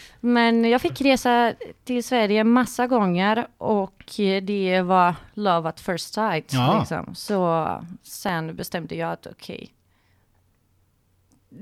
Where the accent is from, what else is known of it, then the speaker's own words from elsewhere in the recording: Greece; now in Sweden; … bildades i maj 2012, och då bodde jag i Grekland. Jag är grek.